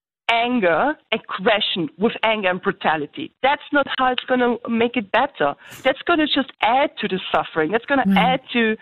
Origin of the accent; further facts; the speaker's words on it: Germany; Look, I'm from Germany, and in Germany we see a lot of programs online